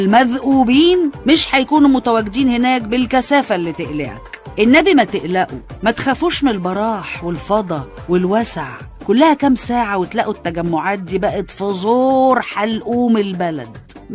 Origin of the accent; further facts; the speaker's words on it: Egypt; المرض اللي بيصيبنا احنا كمصريين مع استمرار الاعتياد على الزحمة والخنقة والحر